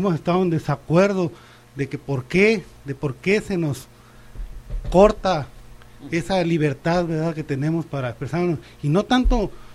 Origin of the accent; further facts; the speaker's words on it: Ciudad Obregón, Sonora, Mexico; Ellos eran vecinos de mi infancia allá en Ciudad Obregón. Yo soy de Ciudad Obregón.